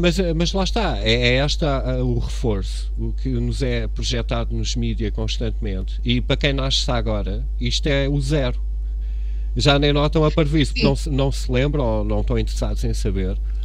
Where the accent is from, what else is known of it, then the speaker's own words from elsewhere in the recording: Cascais, Lisbon, Portugal; born there; eu sou moreno. Epá, eu nasci em Cascais, mesmo junto à praia, eu tenho esta cor mediterrânica